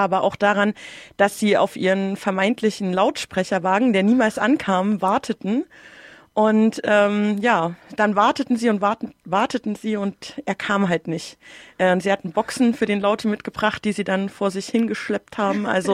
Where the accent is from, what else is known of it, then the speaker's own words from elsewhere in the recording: Berlin, Germany; ich komme aus Ost-Berlin, meine Pronomen sind sie, ihr.